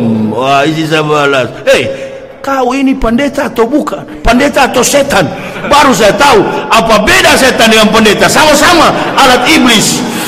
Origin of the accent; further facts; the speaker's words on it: Manado, North Sulawesi, Indonesia; Coba buka kampung halaman saya Manado, beda dengan Sumatera Utara.